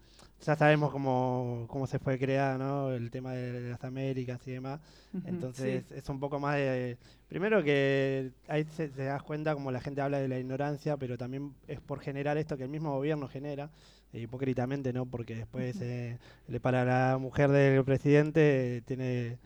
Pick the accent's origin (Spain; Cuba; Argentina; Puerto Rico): Argentina; Entonces, yo también soy argentino